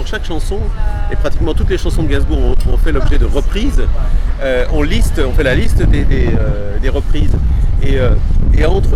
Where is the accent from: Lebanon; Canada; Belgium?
Belgium; now in France; Non, je suis belge.